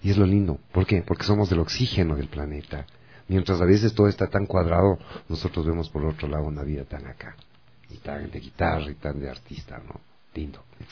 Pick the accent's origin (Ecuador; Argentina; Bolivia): Ecuador; somos ecuatorianos y muy orgullosos de tener otras raíces y felices de ser amarillo, azul y rojo de Ecuador.